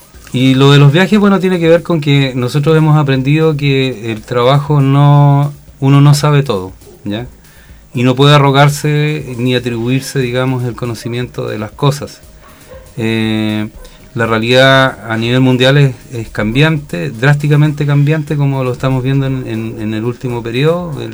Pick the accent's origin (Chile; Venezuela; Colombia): Chile; Punta Arenas, Magallanes; now in Pichilemu, Chile; Yo no soy originario de Pichilemu, soy originario de Punta Arenas, ¿ya? Y con mi señora, con Vilma, nos conocimos en la segunda región, particularmente en Tocopilla